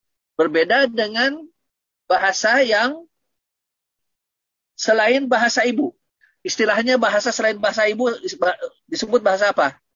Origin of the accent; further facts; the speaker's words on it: West Java, Indonesia; first language Sundanese; Terutama bahasa daerah saya orang Sunda, makanya bahasa ibu ana adalah apa? Bahasa Sunda.